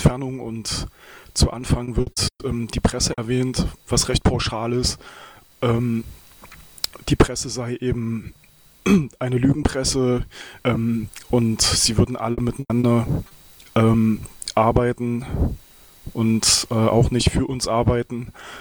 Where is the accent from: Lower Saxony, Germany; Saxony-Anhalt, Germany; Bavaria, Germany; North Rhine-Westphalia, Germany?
Saxony-Anhalt, Germany; Halle; Ich komme aus Halle